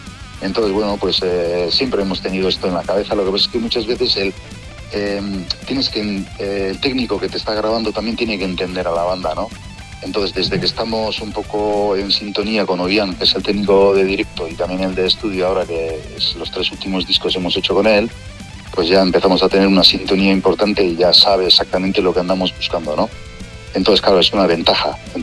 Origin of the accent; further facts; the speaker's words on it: Basque Country, Spain; first language eu; Spanish is a second language; al principio hacíamos todo en euskera, que es mi lengua materna y demás